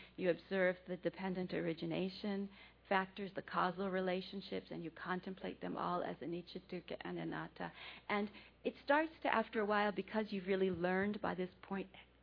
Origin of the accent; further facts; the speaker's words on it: United States; Well, I'm an American, so you know we have a lot of influences here.